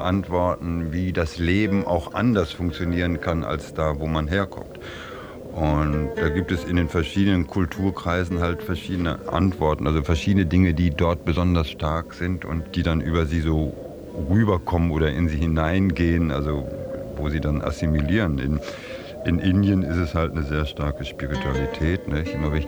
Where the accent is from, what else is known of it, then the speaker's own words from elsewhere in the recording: North Rhine-Westphalia, Germany; ich bin ja schon 58 inzwischen und so, dass wenn ich dann mal tatsächlich in meine Heimat fahre, also wo ich aufgewachsen bin da in Ostwestfalen